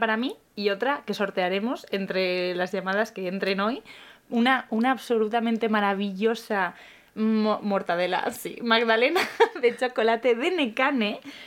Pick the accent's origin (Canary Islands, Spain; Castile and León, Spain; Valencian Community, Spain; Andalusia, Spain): Castile and León, Spain; Ávila; en mi pueblo, Ávila, en Castilla la Buena, también se hace y no pasamos el calor que pasa en Andalucía o en el Mediterráneo